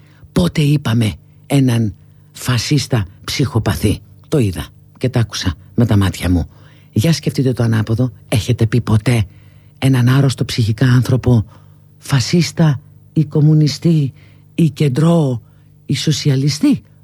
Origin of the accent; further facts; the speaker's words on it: Greece; born there; Δεν το παίζω κάτι όξο, εδώ γεννήθηκα, σε αυτό το χώρο γεννήθηκα, στην Ελλάδα, αλλά δεν είμαι και να κοιτάω και προς την Ανατολή, έτσι δεν είμαι.